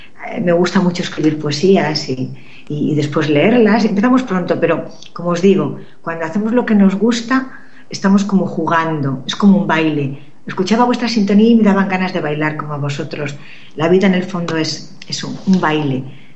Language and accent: Spanish; Castile and León, Spain; Me gustaba mucho ir a mi pueblo, soy de un pueblo de Segovia